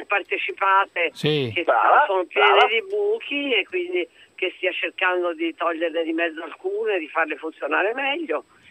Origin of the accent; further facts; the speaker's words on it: Naples, Campania, Italy; come napoletana non posso pensare